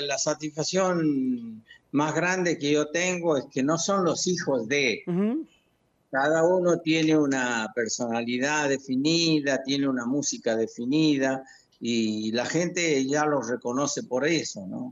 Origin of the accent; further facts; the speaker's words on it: Santiago del Estero, Argentina; para representar a nuestro lugar, a nuestra provincia, a Santiago y a su gente, a su pueblo, ¿no? A mi pueblo